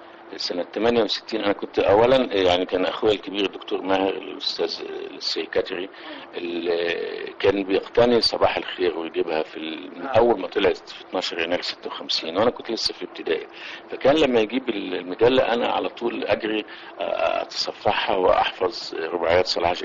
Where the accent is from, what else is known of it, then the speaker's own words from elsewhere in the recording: Cairo, Cairo Governorate, Egypt; also born or lived in Girga / Suez; انا من اصلا من الصعيد، يعني الاصل صعيدي من جرجه محافظه السؤال، لكني تربيت في فتره في القاهره، ثم في حريق القاهره انتقلنا الى السويس، وعشت في السويس من قبل سنه 51 يعني لغايه الهجره، لكن ما زلنا مرتبطين بالسويس